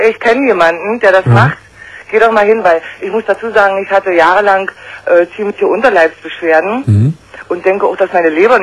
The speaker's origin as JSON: {"language": "German", "country": "Germany", "said": "Ich habe die Ärzte haben in der DDR, ich bin aus der DDR, ne?"}